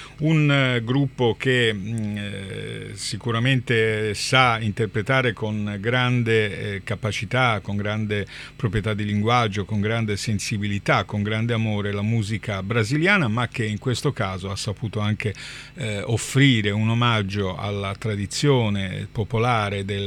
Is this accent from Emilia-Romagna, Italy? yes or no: no; Tuscany, Italy; la Toscana, la mia terra, dove l'olio di oliva sicuramente fa parte della nostra grande tradizione